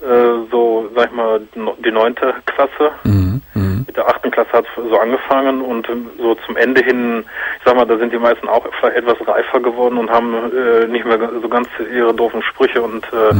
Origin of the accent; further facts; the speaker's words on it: Hagen, North Rhine-Westphalia, Germany; Bei mir ist das zum Beispiel so, ich komme ja aus Hagen.